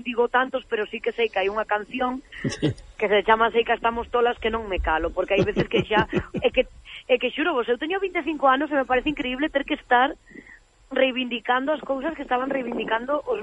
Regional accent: Cambados, Galicia, Spain; eu resido en Cambados, pero tamén son de Cambados.

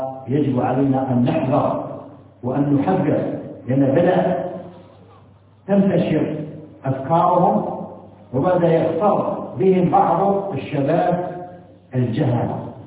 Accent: Algeria; وإن ما تتمتع به بلدنا الجزائر على ما فيها من شيء من الانحراف

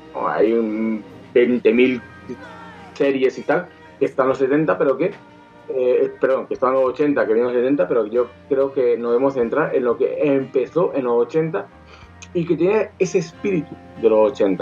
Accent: Spain; Y sobre todo para nosotros, como gente española, es una década muy, muy importante.

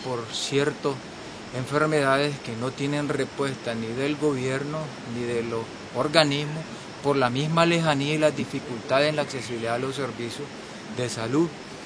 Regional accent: Nicaragua; soy nicaragüense.

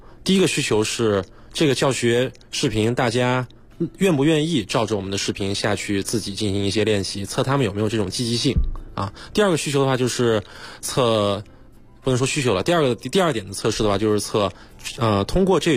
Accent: Kunming, Yunnan, China; 我老家是云南昆明的，

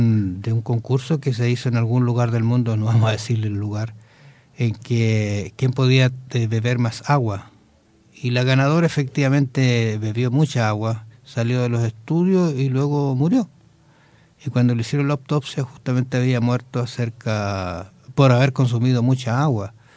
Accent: Osorno, Los Lagos, Chile; born there; una ciudad donde nací, en Osorno, al sur de Chile.

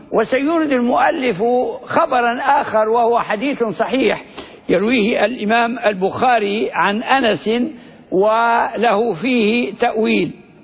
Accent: Libya; وهو الذي يظن أنه دفين بلادنا ليبيا في المنطقة الوسطى في أوجلة

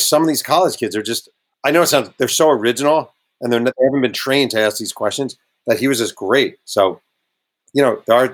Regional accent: Mayo Pack, United States; I always try to do an event at the local bookstore in my hometown of Mayo Pack.

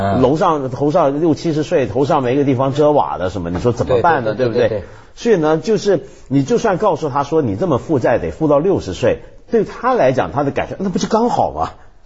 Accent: Hong Kong; 没错，我们香港人很习惯，可太清楚这

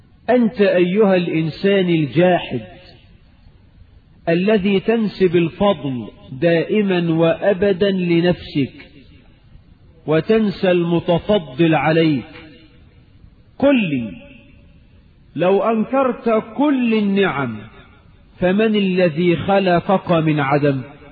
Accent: Egypt; اللهم اجعل بلدنا مصر آمنة مطمئنة

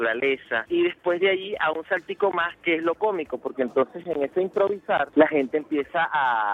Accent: Venezuela; nosotros como buenos venezolanos

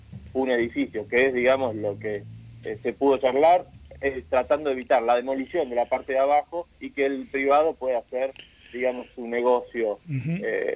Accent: Bahía Blanca, Buenos Aires Province, Argentina; yo soy incluso de Bahía Blanca, soy del sur de Buenos Aires.

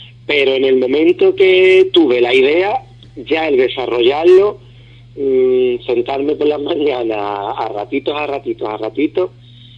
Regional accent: Ubrique, Andalusia, Spain; moved away; lo que voy a hacer es un pregón para mi pueblo. Vivencias que yo he tenido de pequeño. El hecho de estar fuera

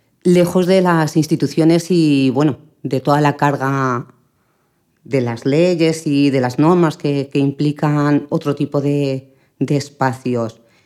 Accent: Madrid, Community of Madrid, Spain; Yo, que soy del barrio de Tetuán, que he nacido allí

